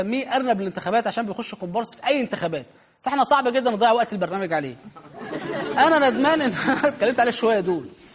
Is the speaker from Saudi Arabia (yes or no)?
no; Egypt; او زي ما عندنا في مصر موسى